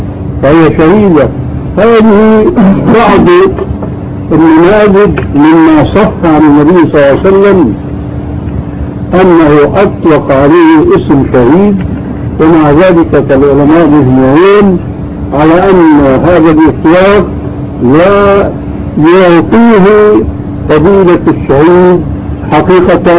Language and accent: Arabic; Syria; عندنا في سوريا كان شاهد قصة رجل في الحرب